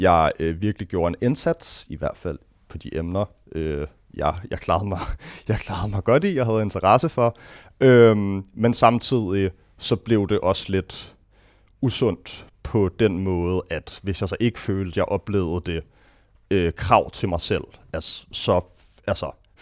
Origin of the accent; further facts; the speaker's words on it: Gentofte, Capital Region of Denmark, Denmark; Jamen, jeg er født og opvokset i Gentofte. Faktisk kun, jeg tror, 4 kilometer fra her